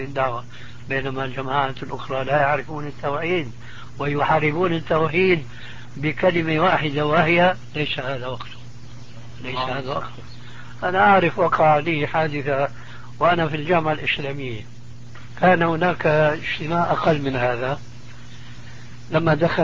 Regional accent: Syria; يا أستاذ، يقولوا عندنا في سوريا عزيز بدون قيام.

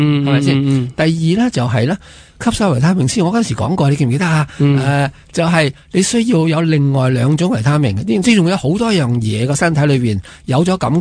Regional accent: Hong Kong; 即系我哋香港人咧，即系冇办法，我谂全世界都系咁吓

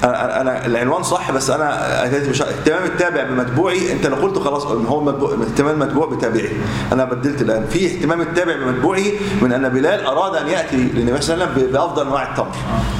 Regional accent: Egypt; يمكن عندنا في مصر قليله

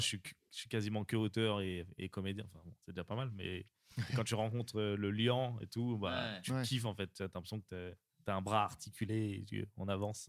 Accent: Le Bourget, Île-de-France, France; Moi, je viens du 93, au Bourget, plus exactement.

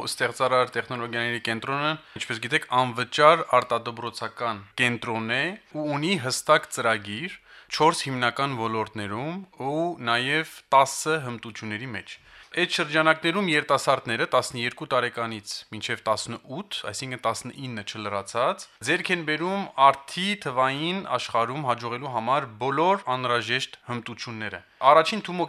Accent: Paris, Île-de-France, France; now in Stepanakert; Ես ուրեմն ծնվել ու մեծացել եմ Փարիզում, Ֆրանսիայում, ու մի տարի առաջ որոշեցի դիմել

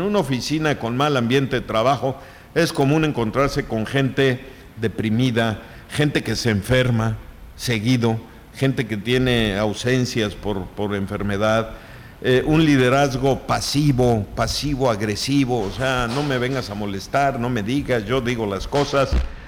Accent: Mexico; así somos los mexicanos

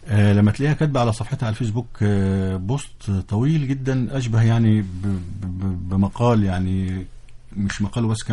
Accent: Egypt; لكن احنا كمصريين كنا نتمنى ان يحدث الاتي

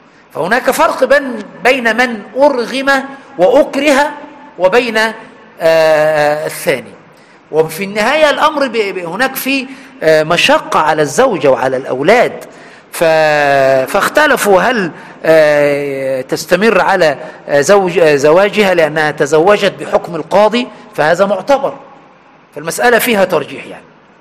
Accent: Aswan, Aswan Governorate, Egypt; يعني برضو عندنا في أسوان

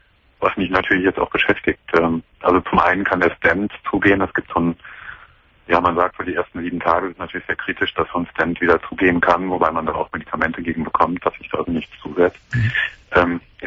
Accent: Cologne, North Rhine-Westphalia, Germany; ich komme aus Köln

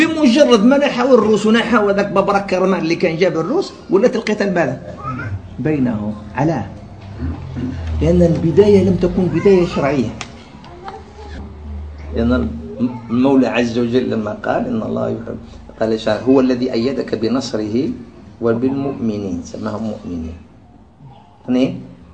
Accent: Algeria; يقول له هاي عندنا في الجزائر

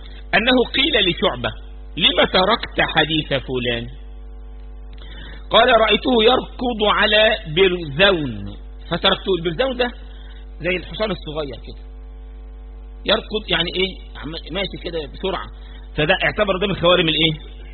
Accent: Egypt; احنا حتى كمصريين يعني بنحب الحته دي، ما نعرفش نكتمها.

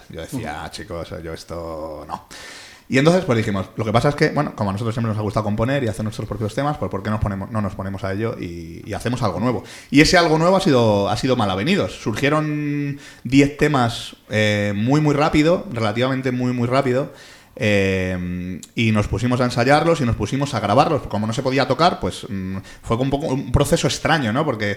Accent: Getafe, Community of Madrid, Spain; also born or lived in Pinto; provenimos un poco de Getafe, los tres, porque nuestra infancia la pasamos allí, pero ya estamos un poco esparcidos por el sur de Madrid. Yo, bueno, como has dicho, yo soy de aquí de Pinto.

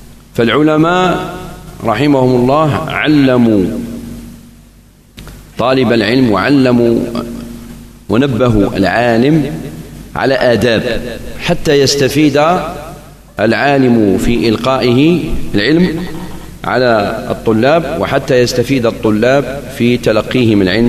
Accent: Algiers, Algiers Province, Algeria; وقد بقيت هذه شيء من هذه السنة في عندنا في الجزائر العاصمة

